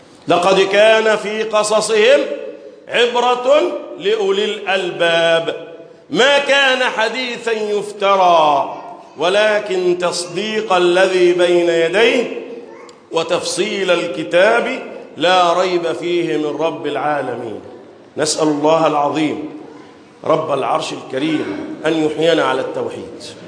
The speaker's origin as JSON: {"language": "Arabic", "country": "Egypt", "said": "اللهم احفظ بلدنا مصر وسائر بلاد"}